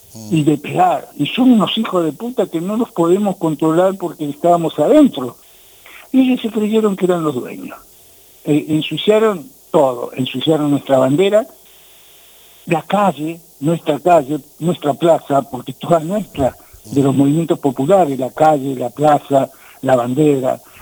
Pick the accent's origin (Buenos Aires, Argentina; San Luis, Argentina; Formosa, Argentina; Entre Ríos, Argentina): Buenos Aires, Argentina; Villa Jardín; yo no, yo vengo importado de Villa Jardín, sí, pero vecino.